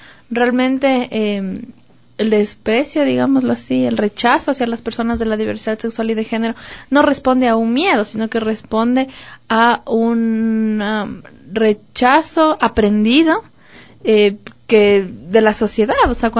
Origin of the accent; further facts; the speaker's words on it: Ecuador; qué tenemos que hacer como ciudadanos ecuatorianos